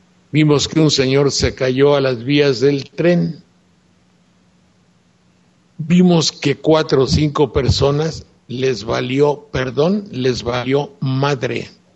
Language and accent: Spanish; Mexico; imagínate tú, ¿cuándo los mexicanos éramos así?